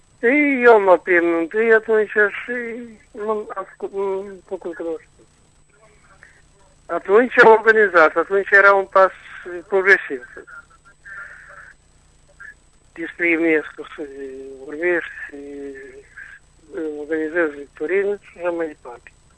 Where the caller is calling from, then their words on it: Chișinău, Moldova; din Chișinău.